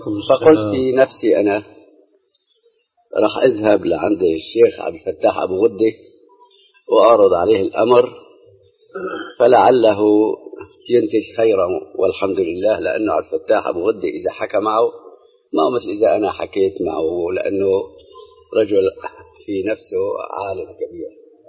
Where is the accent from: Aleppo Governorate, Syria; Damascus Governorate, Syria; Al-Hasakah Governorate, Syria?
Aleppo Governorate, Syria; Aleppo; عندنا في حلب هو مرجع حلب كلها